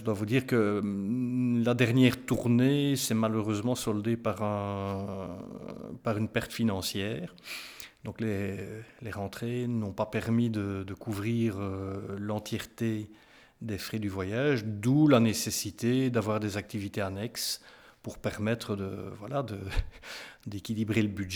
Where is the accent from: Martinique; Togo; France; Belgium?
Belgium; Namur, Wallonia; Je suis né à Namur, je vous l'ai dit. Je ne sais pas, oui, je vous l'ai dit, oui. J'ai vécu en ville jusqu'à l'âge de 30, 31, 32 ans.